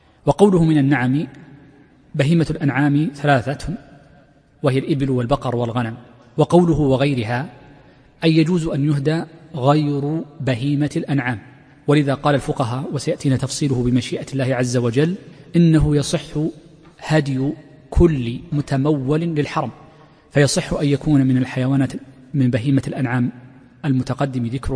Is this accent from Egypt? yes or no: no; Saudi Arabia; وفي لهجتنا الدارجة عند كثير من مناطق في المملكة يكسرون الهمز، وهي لغة عربية فصيحة.